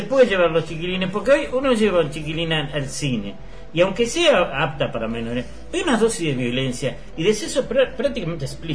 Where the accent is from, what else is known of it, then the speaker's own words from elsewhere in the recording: Montevideo, Uruguay; Yo me siento montevideano de todos los barrios.